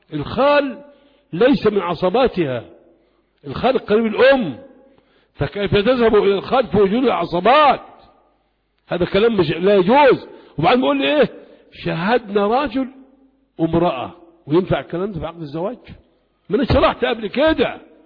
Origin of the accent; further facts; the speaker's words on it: Egypt; يقول لك في البلد عندنا في الأرياف